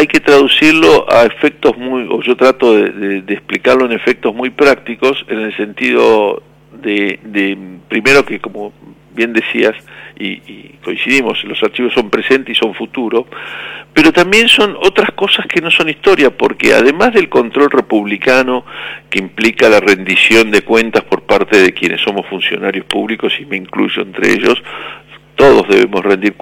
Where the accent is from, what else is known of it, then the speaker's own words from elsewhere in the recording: Argentina; como muchos argentinos